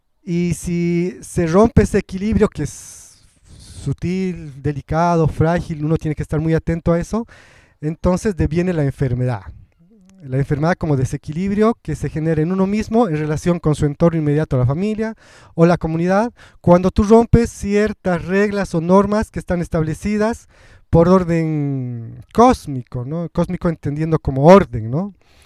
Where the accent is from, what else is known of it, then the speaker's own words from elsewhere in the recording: La Paz, Bolivia; first language Spanish; Yo ya nací en la ciudad, mi abuela era aymara, mi familia materna tiene mucha influencia quechua, pero yo nací en la ciudad. Mi primera lengua es el español. Y digo que soy aymarizado porque en la experiencia de la vida cotidiana en Bolivia, en La Paz